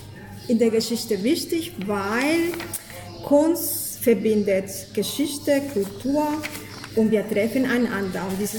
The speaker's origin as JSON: {"language": "German", "country": "Colombia", "second_language": "German", "lives_now": "Germany", "said": "vengo de Colombia. Ich komme aus Kolumbien"}